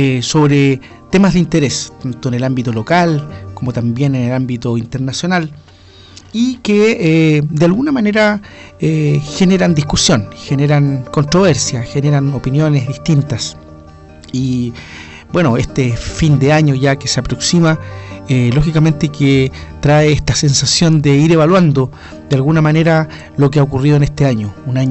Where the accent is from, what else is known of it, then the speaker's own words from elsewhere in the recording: Chile; nuestras actitudes como chilenos